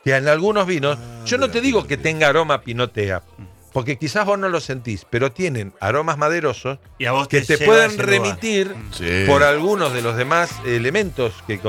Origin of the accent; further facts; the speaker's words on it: Arroyo Seco, Santa Fe, Argentina; vuelvo a la casita de mis viejos, vuelvo a mi pueblo, Arroyo Seco, ahí a 30 kilómetros de Rosario, en la provincia de Santa Fe